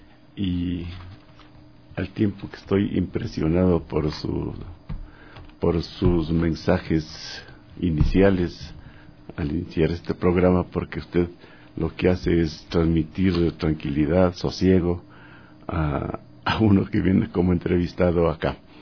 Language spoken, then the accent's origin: Spanish; Píllaro, Tungurahua, Ecuador; Desde que fui escolar en mi pueblito de origen, Píllaro, siempre tuve esta inclinación por la música